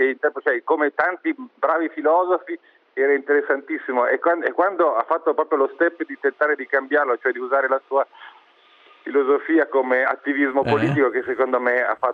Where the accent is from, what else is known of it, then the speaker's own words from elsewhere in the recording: Milan, Lombardy, Italy; now in Rome, Italy; sono un milanese che si è trasferito in una città sicuramente più degradata come